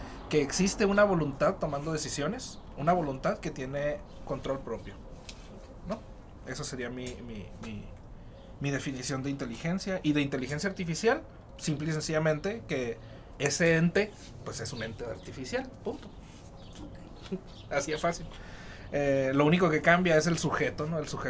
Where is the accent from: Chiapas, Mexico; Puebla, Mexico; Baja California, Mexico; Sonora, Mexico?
Sonora, Mexico; Caborca; now in Hermosillo, Mexico; Y soy de Caborca, vivo aquí en Hermosillo hace rato ya